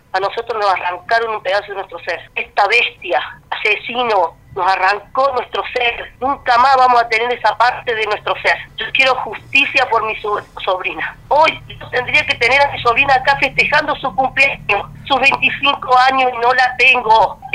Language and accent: Spanish; Río Ceballos, Córdoba, Argentina; Mira, yo no vivo en San Cipuede, yo soy de Río Ceballos.